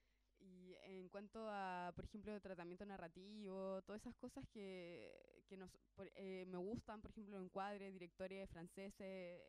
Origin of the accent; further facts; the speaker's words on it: San Antonio, Valparaíso, Chile; Nosotros, bueno, la mayoría somos de acá, de la quinta región. De Villa Alemana, otro de Casablanca, yo en lo personal de San Antonio, mi compañera de Viña.